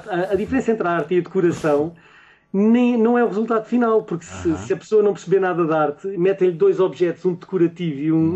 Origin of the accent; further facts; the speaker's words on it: Barreiro, Setúbal, Portugal; born there; Quando fui criança, eu nasci no Barreiro. E o Barreiro, agora não. Agora, uhum, o Barreiro é uma cidade pacata